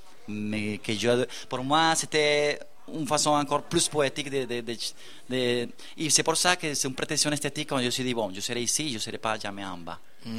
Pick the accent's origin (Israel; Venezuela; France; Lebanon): Venezuela; moved away as an adult; now in Montréal, Canada; je suis un latino-américain, je viens du Venezuela, qui habite depuis 18 ans à Montréal, au premier monde, et qui revient là-bas.